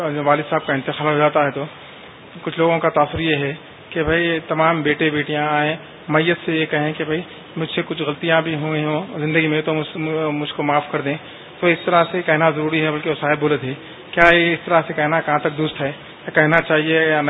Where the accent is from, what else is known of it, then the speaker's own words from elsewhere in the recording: Hyderabad, Telangana, India; میں حیدرآباد دکن سے ہوں، 30 دن کے اعتکاف میں ہوں